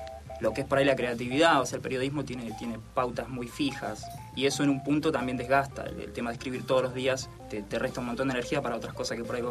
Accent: Trenque Lauquen, Buenos Aires Province, Argentina; me volví a mi pueblo, yo soy de Trenquelauquen

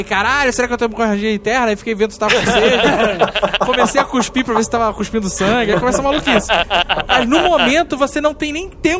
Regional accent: Rio de Janeiro, Brazil; Aí eu tava putaço, que eu sou carioca

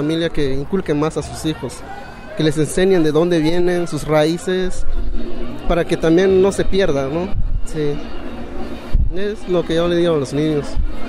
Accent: Santa Catarina Yahuío, Oaxaca, Mexico; vengo de la comunidad de Santa Catarina, Yahuío, Ixtlán, Oaxaca.

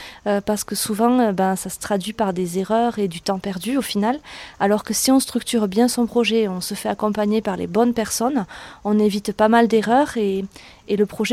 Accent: Occitanie, France; je suis venue aujourd'hui à la Réunion ici sur le Arieux-Pérou, mais je suis du Lévézou.

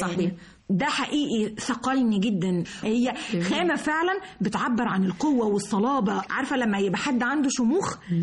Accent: Dahshur, Giza Governorate, Egypt; born there; وواصل السرابيوم واصل ما بين سقاره مترهينة دهشور مسقط راسي وليا الشرف

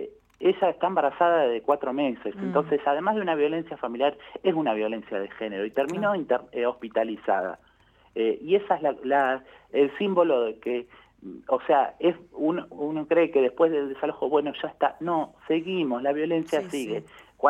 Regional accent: Henderson, Buenos Aires Province, Argentina; now in La Plata, Argentina; soy platense, vivo en La Plata hace 20 años y siempre hago en contraposición. En mi localidad natal, que es Henderson, provincia de Buenos Aires

